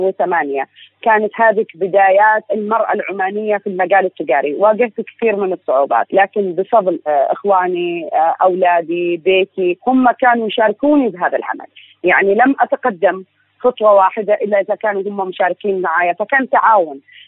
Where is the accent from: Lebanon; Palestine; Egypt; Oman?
Oman; أعشق أن أنا أشوف نجاحات شبابية تمثلني أنا كعمانية